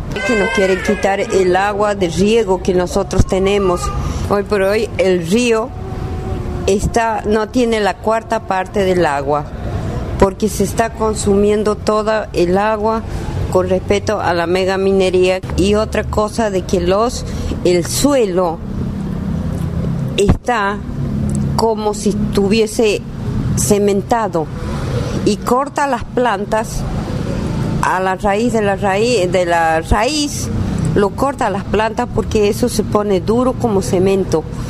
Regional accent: Catamarca, Argentina; vengo de la provincia de Catamarca, del departamento de Tinugasta.

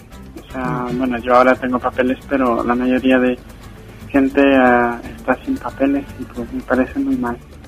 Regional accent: Ecuador; born there; yo nací en Ecuador

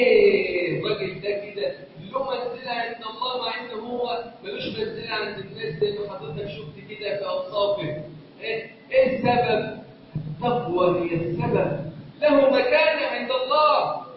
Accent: Egypt; اللهم واجعل بلدنا مصر امنا امانا سخاء رخاء

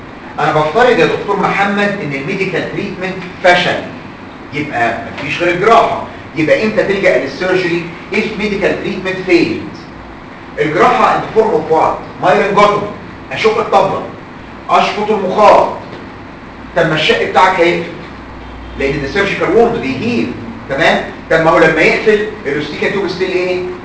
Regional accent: Egypt; الغلطه عندنا في مصر بعض الدكاتره

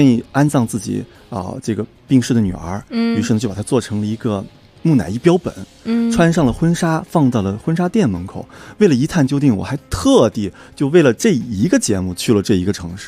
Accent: China; 因为我觉得我是一个中国人，我走到哪里都不会忘记自己中国人。

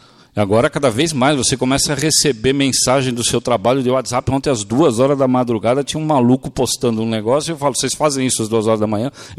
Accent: São Paulo, Brazil; Eu sou do Bexiga, minha pizza é mussarela, tomate e manjericão.

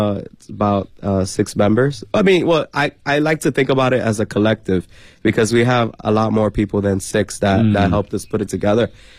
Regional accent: New York City, New York, United States; Well, no, because I'm from New York, from New York City.

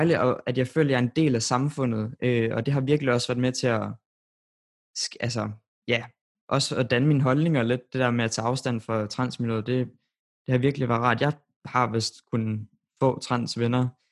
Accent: Randers, Central Denmark Region, Denmark; nu er jeg fra Randers, og det er jo ikke en by, hvor der er særlig mange LGBT-personer i forhold til København.

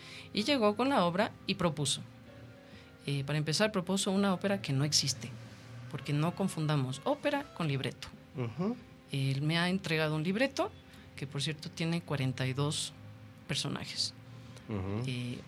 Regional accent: Ecuador; porque yo soy muy ecuatoriana

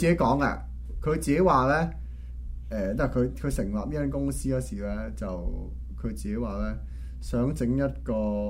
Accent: Canada; 我作為一個加拿大人然後用加拿大人 的角度出發的

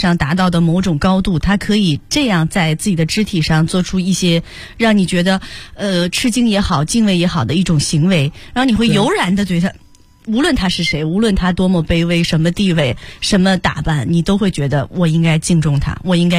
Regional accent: Beijing, China

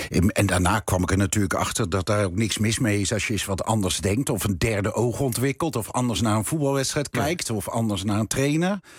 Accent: Breda, North Brabant, Netherlands; Dan kom ik uit Breda

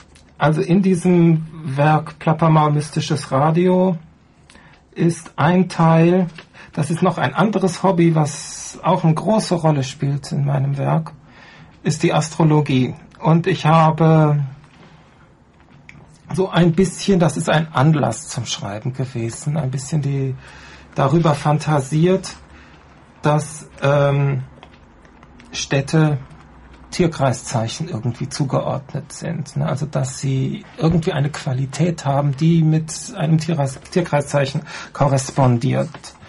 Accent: North Rhine-Westphalia, Germany; Ich bin also aus dem Rheinland, das Hinterland von Köln und Bonn, der Landkreis Erftkreis, aufgewachsen in so einer Siedlung aus den 70er Jahren.

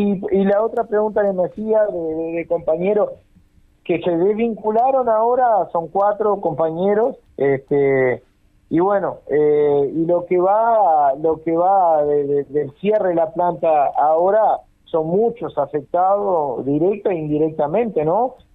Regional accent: Rivera, Uruguay; Somos personas que hace muchos años trabajamos acá en esta planta, somos nacidos, criados acá en Rivera

